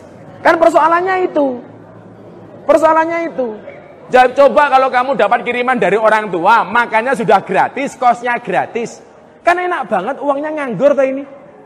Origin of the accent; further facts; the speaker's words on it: Lampung, Indonesia; Aslinya Lampung. Semuanya tahu kalau saya orang Lampung. Semua tahu saya orang Lampung.